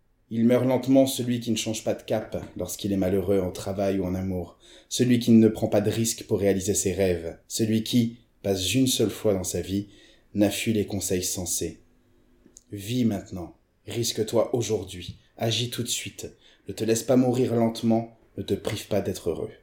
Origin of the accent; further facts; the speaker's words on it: Portugal; C'est ça, portugaise, c'est important de le dire quand même, parce que je suis portugais.